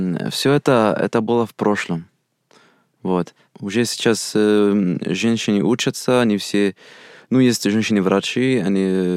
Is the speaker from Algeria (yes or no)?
yes; Algeria; Russian is a second language; я из Северной Африки, я из Алжира. Я не из Черной Африки